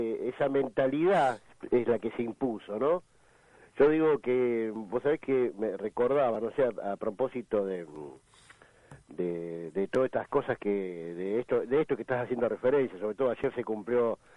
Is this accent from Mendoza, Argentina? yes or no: no; Merlo, Buenos Aires Province, Argentina; Acá, yo soy de Merlo, y acá en la zona oeste, la situación es pavorosa